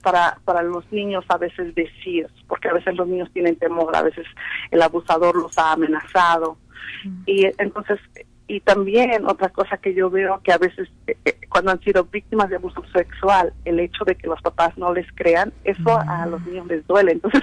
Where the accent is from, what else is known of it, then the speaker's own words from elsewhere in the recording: Mexico; te voy a mandar a México, por decir así, que yo soy de México, ¿no?